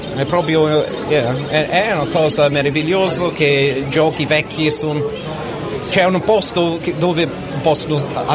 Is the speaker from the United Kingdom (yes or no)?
yes; England, United Kingdom; Italian is a second language; ero in Inghilterra a quel tempo lì, sono inglese, infatti non